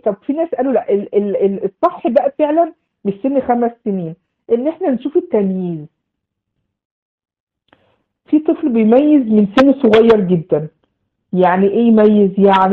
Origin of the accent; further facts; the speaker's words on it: Egypt; فمجها يعني زي ما بنقول عندنا في مصر بخها في وشه